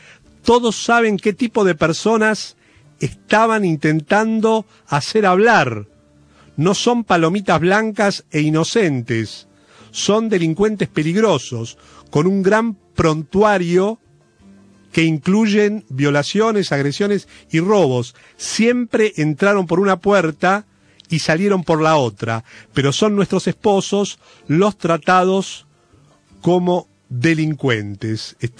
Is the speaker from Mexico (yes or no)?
no; Argentina; nosotros como argentinos